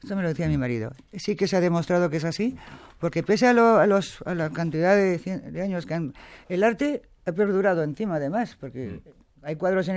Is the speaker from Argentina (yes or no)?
no; Barcelona, Catalonia, Spain; born there; yo nací en Barcelona, mi abuelo y mi tatarabuelo eran Carmen … mi madre de Madrid, mi abuela por parte de mi madre Navarra, yo soy un poco de todo.